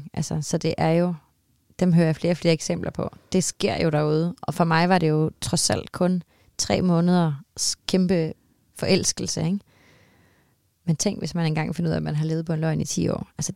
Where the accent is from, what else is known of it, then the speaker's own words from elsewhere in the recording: Copenhagen, Capital Region of Denmark, Denmark; når jeg så var hjemme i København og gå rundt i de her gader